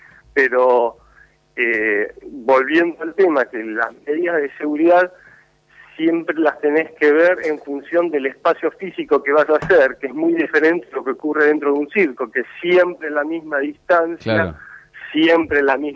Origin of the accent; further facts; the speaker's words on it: Moreno, Buenos Aires Province, Argentina; born there; Yo nací en Moreno, sí, señor.